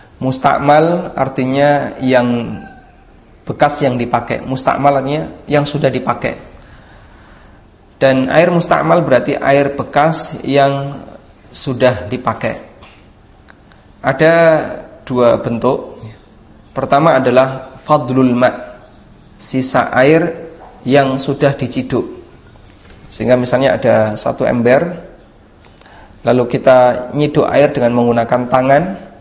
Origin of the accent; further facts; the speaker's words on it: Lamongan, East Java, Indonesia; Di kampung saya masih pakai seperti ini, kampung asli Lamongan ya.